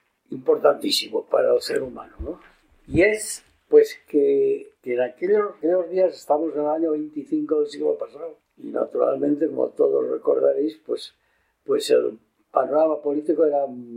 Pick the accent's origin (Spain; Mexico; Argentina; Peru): Spain; Valencia, Valencian Community; born there; Yo nací en Valencia, en el año 1925.